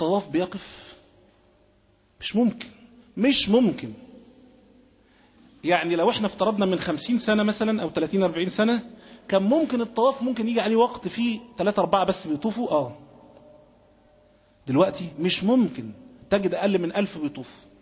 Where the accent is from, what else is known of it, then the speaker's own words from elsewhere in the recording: Egypt; بلاد مثلا زي بلادنا مصر مش ممكن كنت تشوف حد فيها خالص